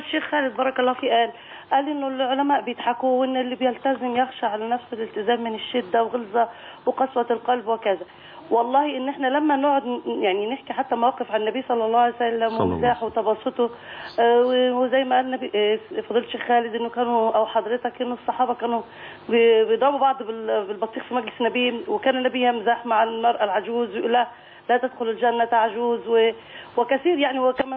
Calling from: Cairo, Cairo Governorate, Egypt

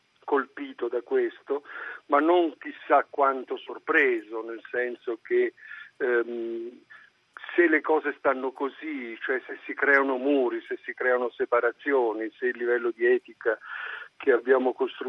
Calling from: Trieste, Friuli-Venezia Giulia, Italy; chiamo da Trieste.

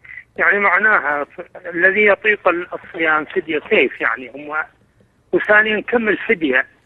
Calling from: Mosul, Nineveh, Iraq; يعني الحين خارج، وأنا من الموصل

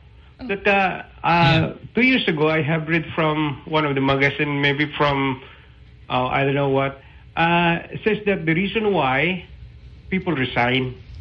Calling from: Cagayan de Oro, Northern Mindanao, Philippines; I'm from CDO, sir.

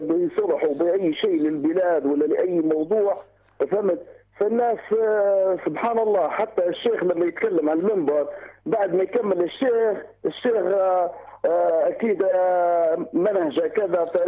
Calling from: Tripoli, Tripoli District, Libya; من طرابلس.

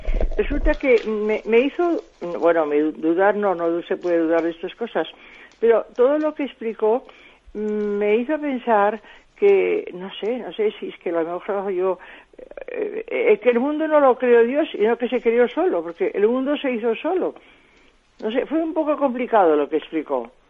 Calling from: Barcelona, Catalonia, Spain; de Barcelona, del voluntariado.

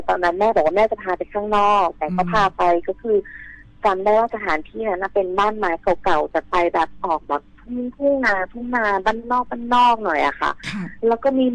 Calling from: Bangkok, Thailand

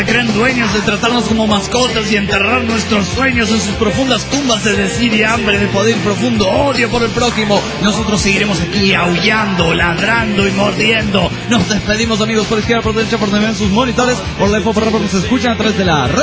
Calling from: Mexicali, Baja California, Mexico; Aquí en México, a los bichos bolas se le conocen como cochinillas

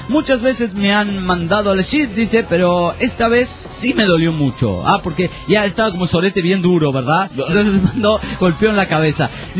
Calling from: Pucallpa, Ucayali, Peru; de Pucallpa, Perú.

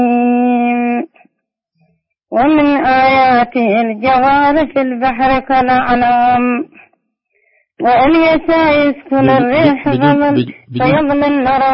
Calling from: Qena, Qena Governorate, Egypt; والله أنا من ضواحي قنا، بلادي يقول الله بلاد ركيل، لأنها تبقى قنا محاية.

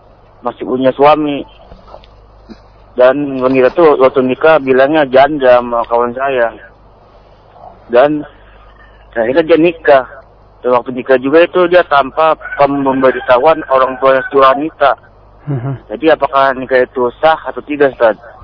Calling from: Jakarta, Indonesia; dari Jakarta.

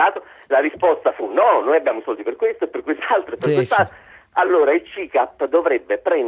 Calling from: Naples, Campania, Italy; Sono da Napoli, sono arrabbiato.

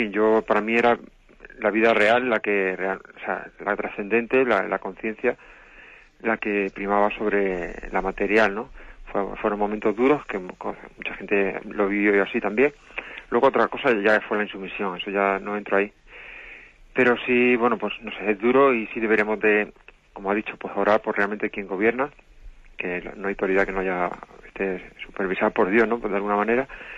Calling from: Alicante, Valencian Community, Spain; de Alicante.

